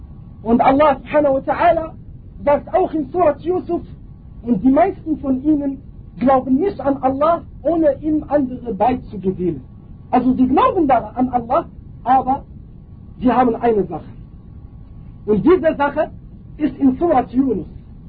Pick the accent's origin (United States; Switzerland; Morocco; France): Morocco; German is a second language; ich selber, ich komme aus Marokko, wir haben ein Gebiet in Marokko